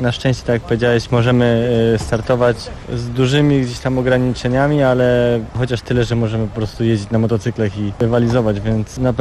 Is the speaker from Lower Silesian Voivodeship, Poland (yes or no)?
yes; Wrocław, Lower Silesian Voivodeship, Poland; ja jestem z Wrocławia, cieszę się, że do tej pory mogę jeździć we Wrocławiu